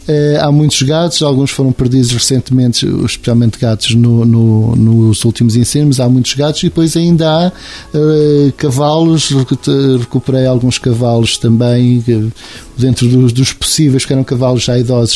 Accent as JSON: {"language": "Portuguese", "town": "Venda da Esperança", "country": "Portugal", "tie": "born or raised there", "said": "eu morava em miúdo na Venda da Esperança, uma zona sempre de estrada"}